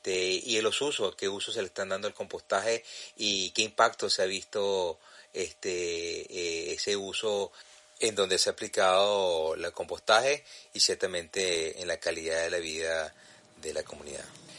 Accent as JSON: {"language": "Spanish", "country": "Venezuela", "lives_now": "New Haven, United States", "said": "soy venezolano radicado en la ciudad de New Haven, en el estado de Connecticut, en los Estados Unidos."}